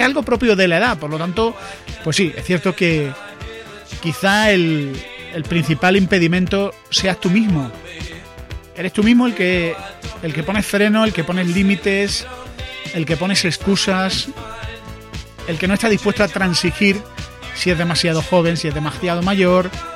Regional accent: Andalusia, Spain; no soy de Vera. Yo soy de una ciudad de Andalucía.

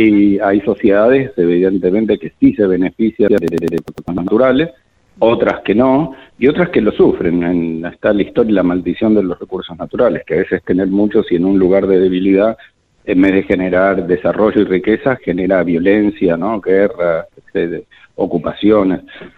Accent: Argentina; nosotros como argentinas y argentinos una mejor calidad de vida

